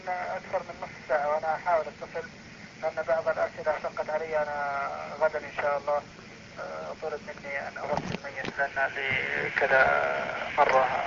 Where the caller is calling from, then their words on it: Saudi Arabia; انا الان اتكلم من السعوديه.